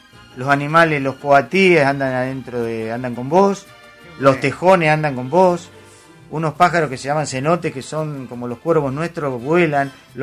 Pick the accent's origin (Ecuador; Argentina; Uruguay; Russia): Argentina; yo soy argentino y voy a veranear a Argentina y voy a Mar del Plata